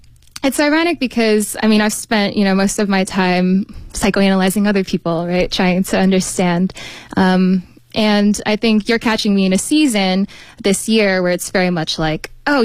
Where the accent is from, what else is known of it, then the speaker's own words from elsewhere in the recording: United States; born there; I am American born. My parents are from Malaysia, but ethnically we are part of the, I guess, overseas Chinese diaspora.